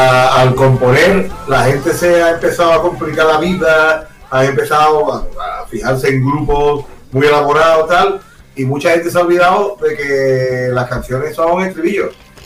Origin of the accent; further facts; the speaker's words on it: Fortuna, Region of Murcia, Spain; Yo soy un rockero de Fortuna. Yo me dedico a tocar la guitarra.